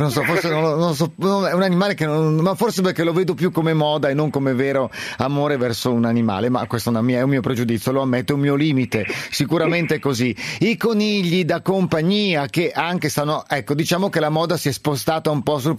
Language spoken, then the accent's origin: Italian; Milan, Lombardy, Italy; adesso io conosco qui perché sono di Milano